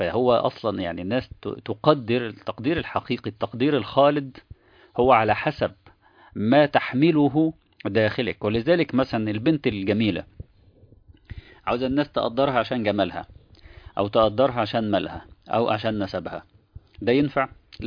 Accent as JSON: {"language": "Arabic", "country": "Egypt", "said": "من وجهة نظرنا احنا كمصريين"}